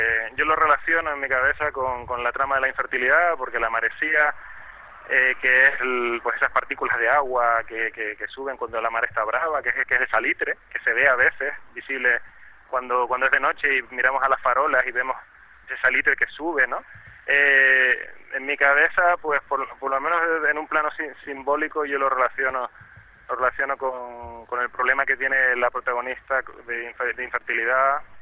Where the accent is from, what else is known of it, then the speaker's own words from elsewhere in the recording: Canary Islands, Spain; now in Gran Canaria, Spain; Pero yo, como tinerfeño, pues quizás me ha llamado más la atención ese tipo de costa, o lo he podido ver con una perspectiva diferente al venir de fuera